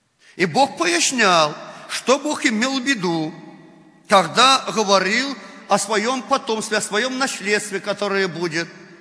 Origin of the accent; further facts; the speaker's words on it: Belarus; Но мы белорусы. Мы привыкли во плоти, и во плоти нам режут уши, когда мы говорим так.